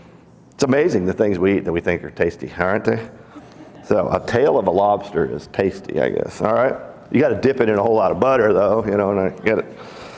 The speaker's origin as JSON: {"language": "English", "region": "Pacific Northwest", "country": "United States", "tie": "born or raised there", "said": "because I was raised in the Pacific Northwest, what do you have out in the Pacific Northwest?"}